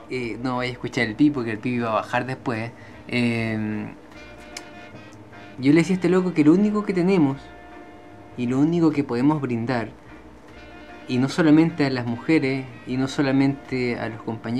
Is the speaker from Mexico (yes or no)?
no; Guayaquil, Guayas, Ecuador; Se trata de ir a Quito, por ejemplo, siendo yo guayaquileño.